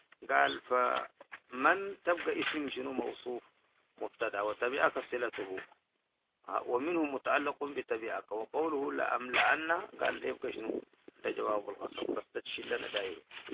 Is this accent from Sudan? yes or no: yes; Sudan; دي كلها عندنا لها حاجات كويسة